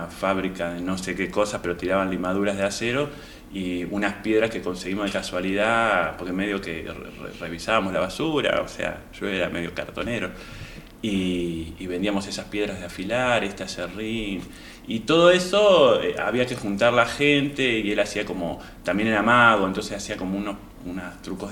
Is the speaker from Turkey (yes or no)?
no; Uruguay; now in Argentina; Vengo de Uruguay en realidad